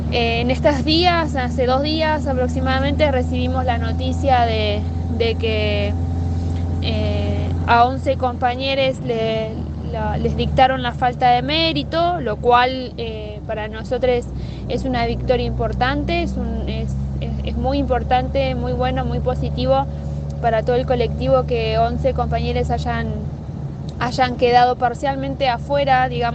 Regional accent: Chubut, Argentina; soy de Chubut

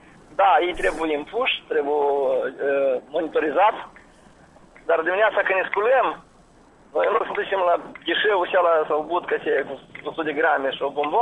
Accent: Ungheni, Ungheni District, Moldova; De, de la Ungheni.

